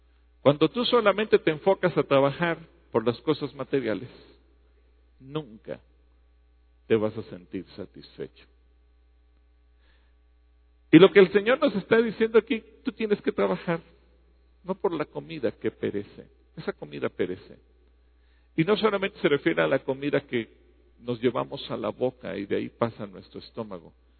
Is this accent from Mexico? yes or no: yes; Mexico; como mexicanos aunque seamos de Oaxaca, de Guerrero, de Colima, de Nayarit